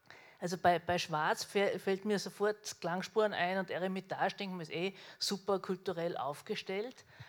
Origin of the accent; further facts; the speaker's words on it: Salzburg, Austria; Als Salzburgerin ursprünglich sind mir da Parallelen aufgefallen